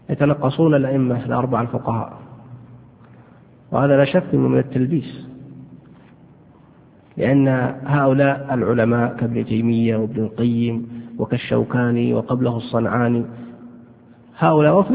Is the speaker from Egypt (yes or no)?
no; Saudi Arabia; يعني عندنا في السعودية هنا الحمد لله الصوفية يعني مكبوتين،